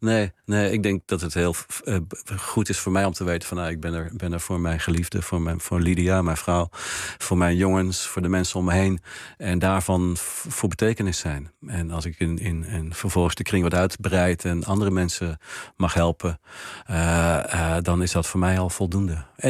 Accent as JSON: {"language": "Dutch", "town": "Oosterwijk", "country": "Netherlands", "tie": "born or raised there", "said": "Een huis-aan-huisblad in Oosterwijk, waar ik ben opgegroeid."}